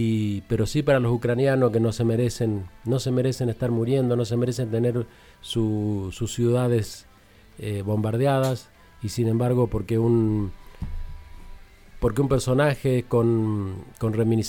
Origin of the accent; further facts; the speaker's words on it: Argentina; ese país que nosotros decimos solidario, pacífico, que somos los argentinos